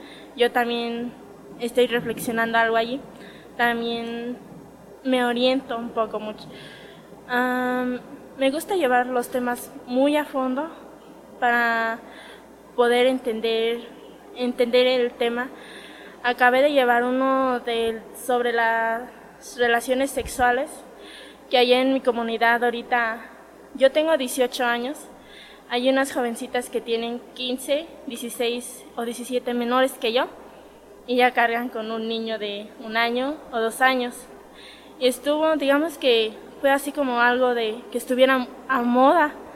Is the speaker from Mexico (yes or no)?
yes; Michoacán, Mexico; vengo del estado de Michoacán